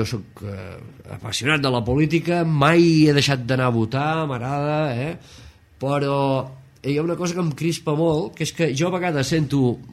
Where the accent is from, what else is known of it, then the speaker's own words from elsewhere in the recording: Caldes de Malavella, Catalonia, Spain; born there; tinc 51 anys, vaig néixer a Caldes de Malavella un 21 d'agost de 1959, estic molt content d'haver nascut al poble de l'Aigua Calenta